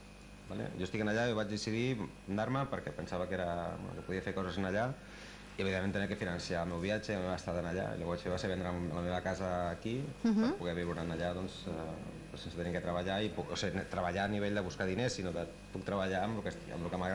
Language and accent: Catalan; Badalona, Catalonia, Spain; Jo sóc de Badalona